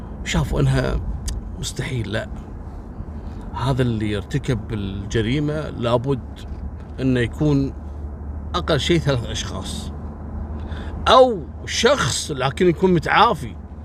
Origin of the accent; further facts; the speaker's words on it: Kuwait; أو أنا ما شفتها عندنا في الكويت